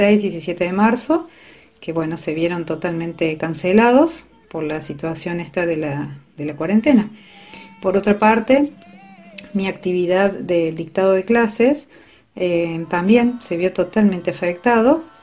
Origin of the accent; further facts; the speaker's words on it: Córdoba, Argentina; now in Mendiolaza, Argentina; soy de Córdoba y hace aproximadamente 18 años vivo en Mendiolaza.